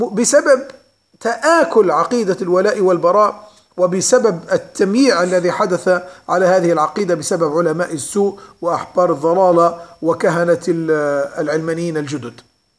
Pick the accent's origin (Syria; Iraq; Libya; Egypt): Libya; وخاصة في بلدنا ليبيا بالذات.